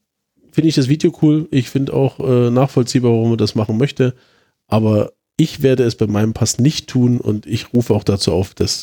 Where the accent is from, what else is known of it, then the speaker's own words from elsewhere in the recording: Chemnitz, Saxony, Germany; Ich komme jetzt mal zu meiner Heimatstadt.